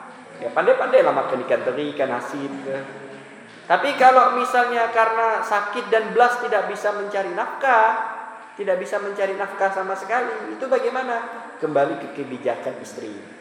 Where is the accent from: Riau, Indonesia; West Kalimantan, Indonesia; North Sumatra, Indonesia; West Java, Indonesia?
West Kalimantan, Indonesia; Tanjung Hulu; Itu terjadi di kampung saya di Tanjung Hulu itu.